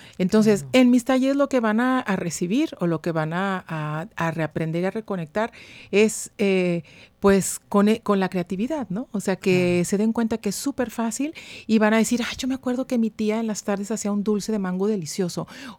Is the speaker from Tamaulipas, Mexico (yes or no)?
no; Guadalajara, Jalisco, Mexico; now in Monterrey, Mexico; uh-huh. nacida en Guadalajara, Jalisco, ya casi 30 años aquí en Monterrey.